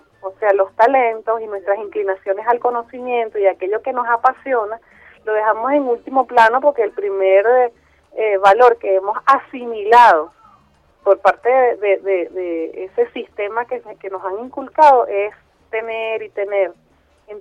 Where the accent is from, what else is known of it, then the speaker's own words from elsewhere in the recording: Venezuela; tanto que nosotros amamos lo que somos como así venezolanos.